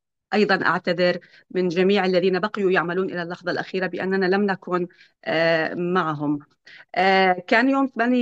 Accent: Syria; moved away; أنا خرجت من سوريا في منتصف عام 2010، ومنذ ذلك الوقت لم أعد

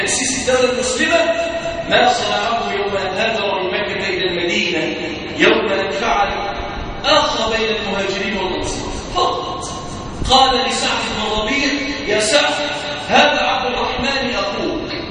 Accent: Egypt; اللهم اجعل بلادنا مصر راحة للهم والأمان

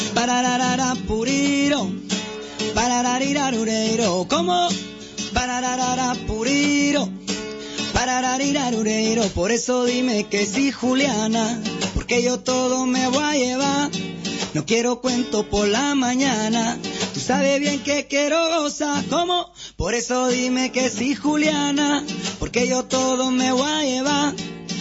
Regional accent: Quetzaltenango, Guatemala; born there; No, yo nací en las montañas, en Quetzaltenango.

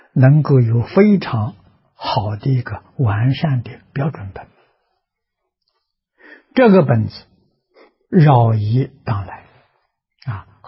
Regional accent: China; 我们中国人记载的啊

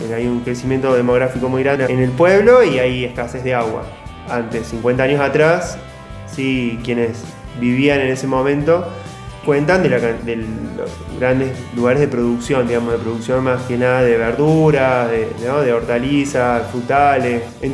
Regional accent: Charbonnier, Córdoba, Argentina; soy de Charbonnier.

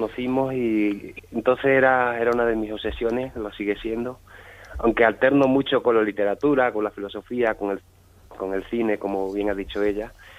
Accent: Almendralejo, Extremadura, Spain; Yo soy de Almendralejo.

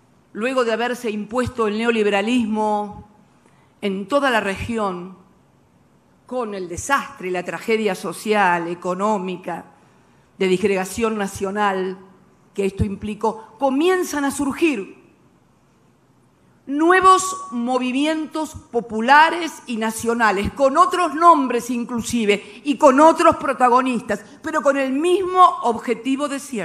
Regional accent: Argentina; En mi país, en la República Argentina, también se había impuesto el neoliberalismo

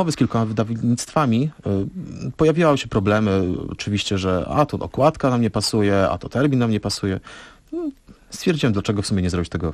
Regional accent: Suwałki, Podlaskie Voivodeship, Poland; jestem oryginalnie, pochodzę z Suwałk.

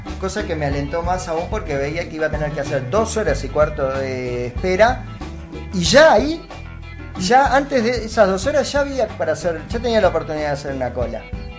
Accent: Uruguay; born there; tengo la cédula que me acredita como uruguayo nacido en este suelo.

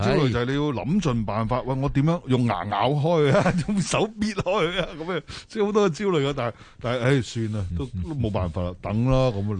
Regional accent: Hong Kong; 我哋香港人已经好努力噶，

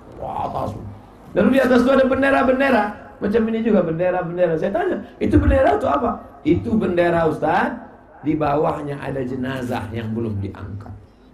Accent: Riau, Indonesia; Saya dari Riau

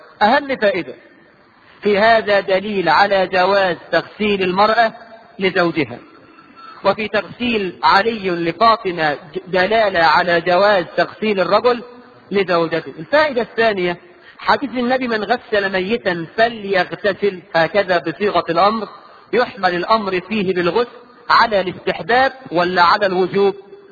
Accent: Egypt; وده موجود عندنا الى الان كمصريين

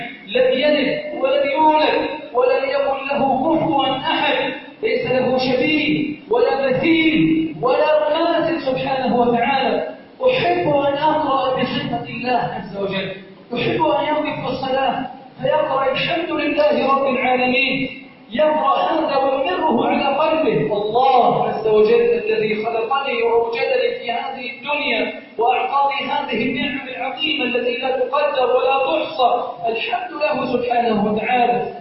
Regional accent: Egypt; بلدنا مصر سخاء رخاء امنا امانا

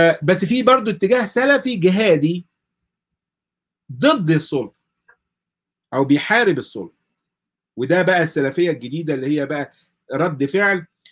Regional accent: Egypt; وعندنا في مصر مثلا تنظيميا ده قبل المملكه العربيه السعوديه وقبل الكلام ده كله

